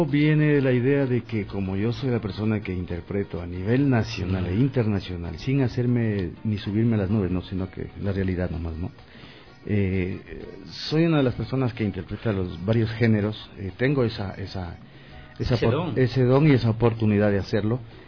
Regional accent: Ecuador; son detalles que a uno como artista ecuatoriano de verdad le levantan la moral

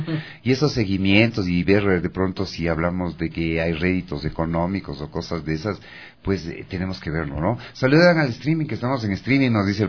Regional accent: Ecuador; todos nosotros que somos ecuatorianos, hacer ver que nuestro país vale mucho

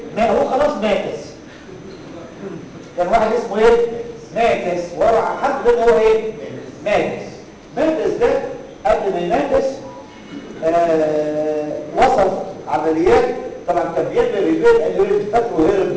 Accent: Egypt; عندنا في مصر الطريقه الرسميه اللي بتتعمل هي الاوبن

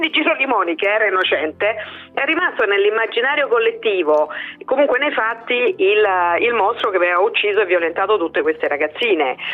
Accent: Rome, Lazio, Italy; considerate che io sono di Roma

